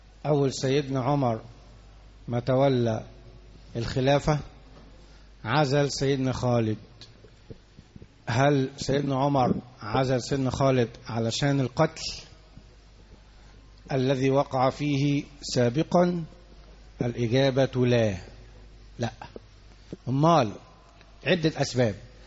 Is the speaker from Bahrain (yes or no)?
no; Egypt; عندنا في مصر الانتخابات يوم الاثنين والثلاث